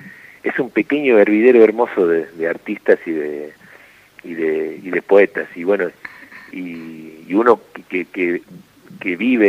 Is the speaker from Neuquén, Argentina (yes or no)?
no; Villa La Trinidad, Tucumán, Argentina; Y yo nací en Tucumán, capital, sí. Criado en un pueblo del sur llamado Villa La Trinidad, uh-huh. Que está como a casi 100 kilómetros de Tucumán, un pueblo cañero.